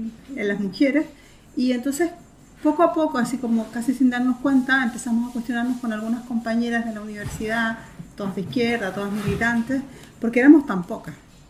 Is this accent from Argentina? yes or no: no; Concepción, Biobío, Chile; en Concepción, que es en mi ciudad natal